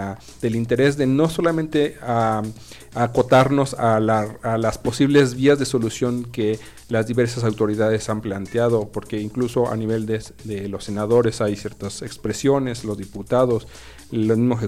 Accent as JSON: {"language": "Spanish", "country": "Mexico", "said": "creo yo que es el concientizarnos que finalmente todos somos mexicanos"}